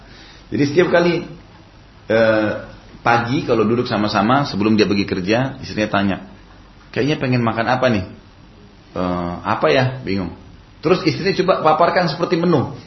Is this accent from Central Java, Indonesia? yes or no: no; Makassar, South Sulawesi, Indonesia; Di Makassar, karena saya dari Makassar, ada kebiasaan orang Makassar